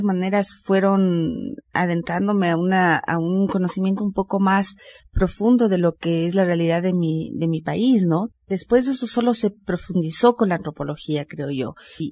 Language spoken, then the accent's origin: Spanish; Quito, Pichincha, Ecuador; born there; Bueno, yo nací en Quito, hace ya 40 y pico de años.